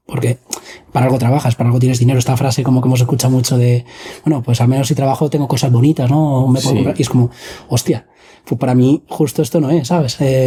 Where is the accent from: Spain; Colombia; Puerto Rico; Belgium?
Spain; Madrid, Community of Madrid; Yo me crié en Madrid, en el barrio El Pilar, luego me fui a Alcalá de Henares